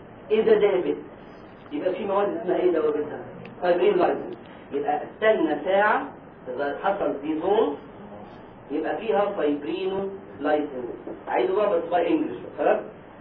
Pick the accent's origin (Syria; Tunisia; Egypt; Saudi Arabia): Egypt; إحنا عندنا في مصر يعني بيسألوه السؤال ده